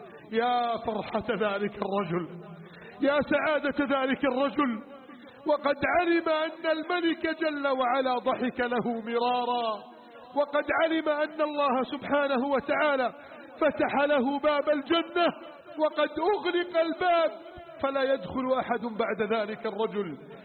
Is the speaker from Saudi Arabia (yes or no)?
no; Egypt; واجعل بلدنا مصر آمنا مطمئنا وسائر بلاد